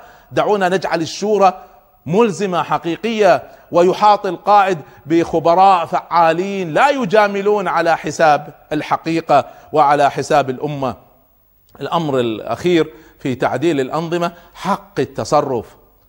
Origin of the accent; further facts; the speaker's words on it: Kuwait; يعني في بعض الدول مثل عندنا في الكويت